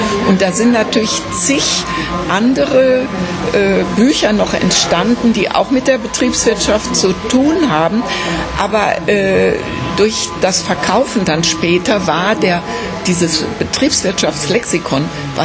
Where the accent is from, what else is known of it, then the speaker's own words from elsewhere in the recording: North Rhine-Westphalia, Germany; und ich bin Westfälin